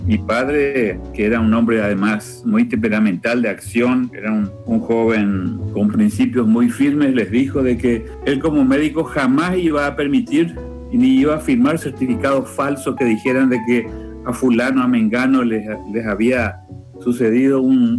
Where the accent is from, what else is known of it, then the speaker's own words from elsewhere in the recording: Asunción, Paraguay; yo nací acá en Asunción y por esas cosas de la vida estoy viviendo a esta edad, tengo 64 años hoy, en la misma casa donde nací. Nací en este mismo lugar, en esta casa. Yo no nací en el hospital, sino debajo de unos árboles de mango que están aquí en el patio.